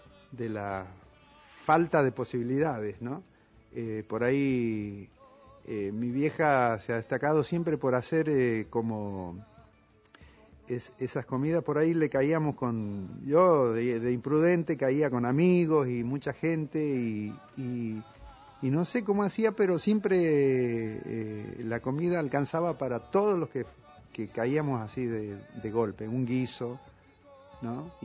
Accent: Villa Caraza, Buenos Aires Province, Argentina; Yo me recuerdo que cuando era chico, vivíamos en Villa Caraza, el partido de Lanús, y yo iba a la escuela aquí en Buenos Aires

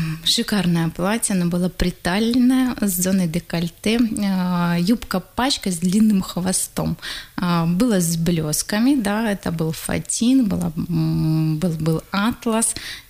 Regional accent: Saryg-Sep, Tuva, Russia; born there; И я родилась в Тыве.

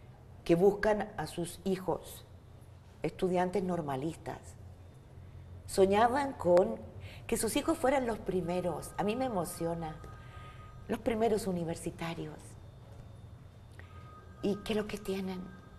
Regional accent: Mexico; empezamos a asumir en México... Y digo empezamos porque es mi barrio, mi tierra, mi región

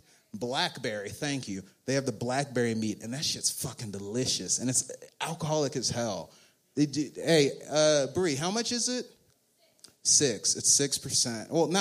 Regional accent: Pleasant Grove, Texas, United States; I grew up in Pleasant Grove, a local ghetto near here.

